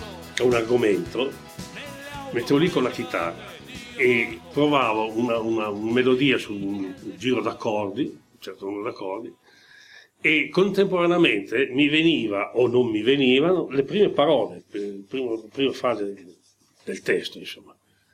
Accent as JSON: {"language": "Italian", "town": "Modena", "region": "Emilia-Romagna", "country": "Italy", "tie": "born there", "said": "Sono nato a Modena, ma sono nato il 14 giugno del 40, quattro giorni dopo l'entrata dell'Italia in guerra."}